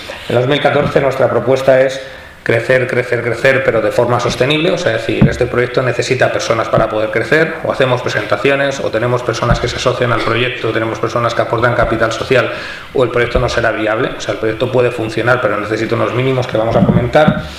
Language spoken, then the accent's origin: Spanish; El Prat de Llobregat, Catalonia, Spain; en mi pueblo, en el Prat de Llobregat